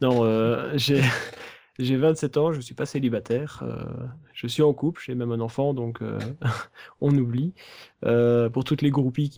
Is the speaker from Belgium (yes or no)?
yes; Belgium; Donc j'ai 27 ans, je suis belge, ça on l'aura deviné.